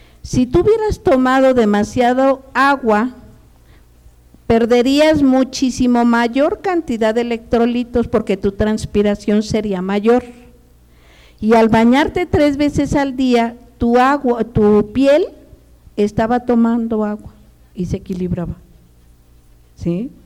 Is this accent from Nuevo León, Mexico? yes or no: no; Michoacán, Mexico; Yo cuando llegué a Toluca, yo soy de Michoacán, originaria de Michoacán.